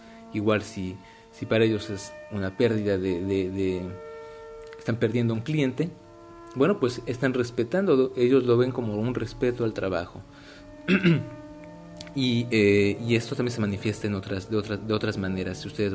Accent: Mexico; que yo los vi un poco diferentes en cuanto a México, que es de donde yo soy

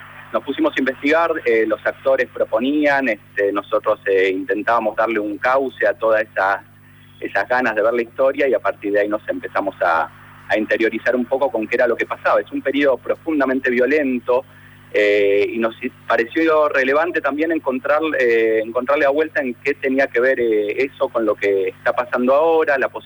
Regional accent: Argentina; que es lo que nos da entidad a nosotros como argentinos

